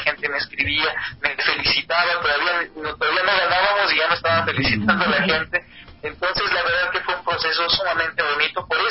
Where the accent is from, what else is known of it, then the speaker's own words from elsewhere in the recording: Ecuador; he venido yo a agradecer a mi tierra, porque muchos votaron sin ni siquiera conocerme. Dijeron, es ecuatoriano, es ampaseño